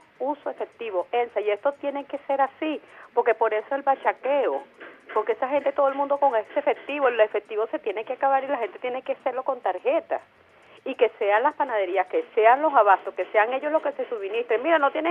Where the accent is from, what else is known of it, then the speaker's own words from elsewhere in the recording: Venezuela; uno como venezolano